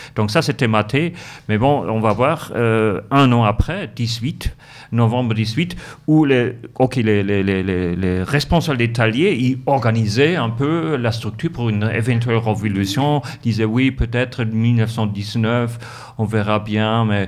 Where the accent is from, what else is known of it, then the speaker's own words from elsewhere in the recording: Munich, Bavaria, Germany; J'ai dit ça aussi parce que je suis de Munich